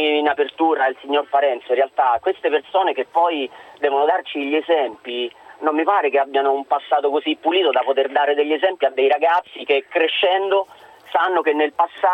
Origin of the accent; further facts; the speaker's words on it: Rome, Lazio, Italy; visto che sono di Roma